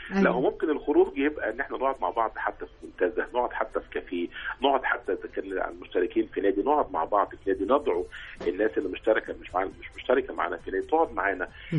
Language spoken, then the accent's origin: Arabic; Egypt; والتراحم موجود أكتر فينا كمصريين